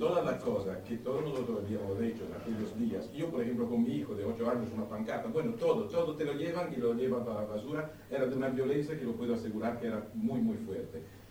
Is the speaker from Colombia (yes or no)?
no; Italy; Spanish is a second language; Yo soy italiano, soy profesor de la escuela pública y estaba allí en la plaza aquel día.